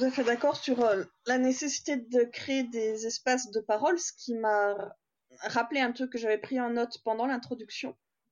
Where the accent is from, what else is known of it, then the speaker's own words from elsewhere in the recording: Bourgogne-Franche-Comté, France; Moi, je viens de Franche-Comté, j'ai vécu en région parisienne, puis dans le sud-est, et dans ces trois endroits, les gens ne s'expriment pas de la même façon.